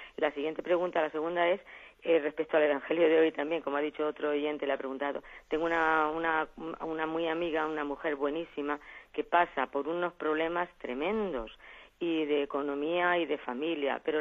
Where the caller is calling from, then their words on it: Albacete, Castilla-La Mancha, Spain; de Albacete.